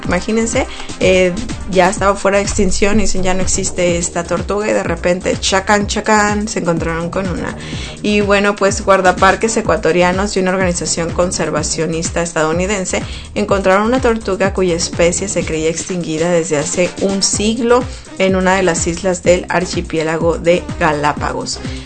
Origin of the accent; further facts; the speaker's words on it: Sonora, Mexico; si vives tú en Sonora, de donde yo soy, y vives ahí en Guaymas